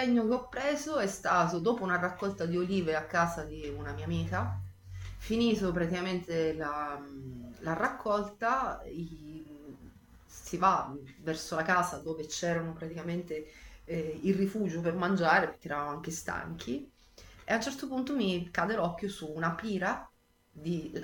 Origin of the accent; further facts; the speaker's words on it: Sicily, Italy; now in Florence, Italy; essendo siciliana ho avuto sempre un rapporto privilegiato col mare. Quando sono arrivata a Firenze c'è stato un attimino di stop in questo